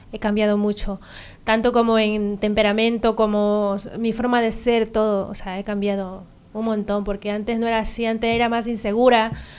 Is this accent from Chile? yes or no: no; Martos, Andalusia, Spain; now in Ibiza, Spain; me vine yo de Martos a Ibiza, porque no, en principio a mí no me gustaba ese pueblo, ni la gente, ni nada, pero cuando ya vine a Ibiza